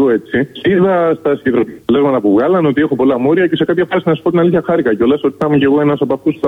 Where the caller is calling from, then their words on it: Attica, Greece; Εγώ είμαι λοιπόν κάτω από την Εύβοια.